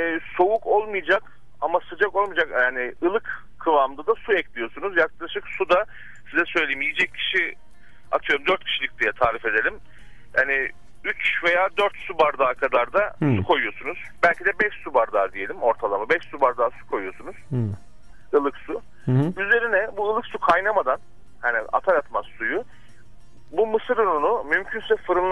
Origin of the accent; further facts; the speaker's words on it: Trabzon, Turkey; Ben Karadenizliyim. Ben Trabzonluyum.